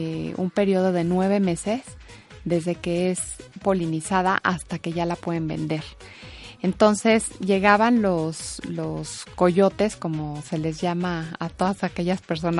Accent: Mexico; Yo como mexicana te puedo decir que sí es la mejor

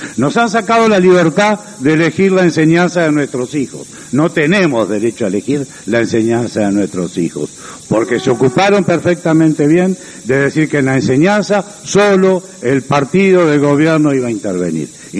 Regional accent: Uruguay; nosotros los uruguayos, como verdaderos uruguayos, no las podemos tolerar.

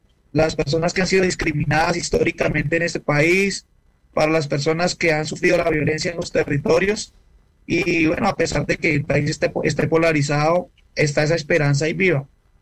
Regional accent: Colombia; Nosotros no podemos permitir como colombianos que nuestro escenario habitual de resistencia, que son las calles

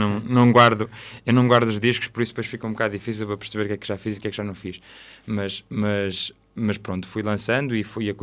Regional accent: Santo Tirso, Porto, Portugal; E eu cresci em Santo Tirso, que, para quem conhece, não é provavelmente o sítio mais agradável para se crescer

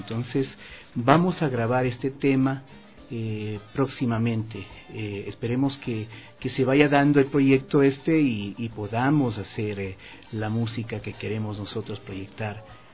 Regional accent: Chunchi, Chimborazo, Ecuador; también de mi tierra, de Chunchi

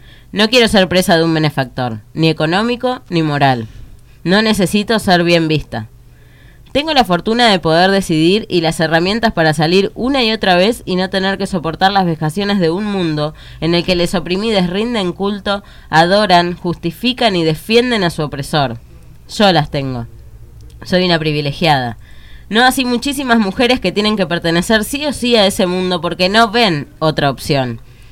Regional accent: 25 de Mayo, Buenos Aires Province, Argentina; en mi pueblo natal, que es 25 de mayo, estoy muy contenta por eso, porque 25 siempre fue un pueblo muy conservador y muy cuadrado, en cierto sentido.

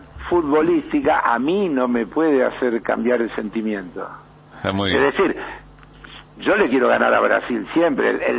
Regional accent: Argentina; nosotros somos argentinos y en segundo lugar latinoamericanos.

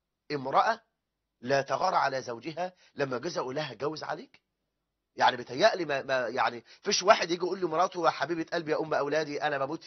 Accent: Egypt; ده احنا عندنا في مصر العنوسة وصلت إلى 9 مليون

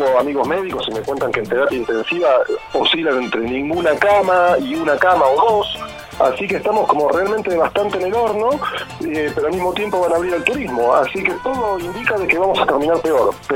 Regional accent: Lanús, Buenos Aires Province, Argentina; now in Bariloche, Argentina; como yo, que me crié en Lanús, pero me mudé acá

